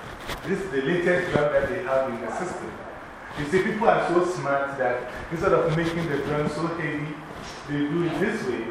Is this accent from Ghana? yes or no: yes; Ghana; And in Africa, like I said, Africa, I'm from Ghana.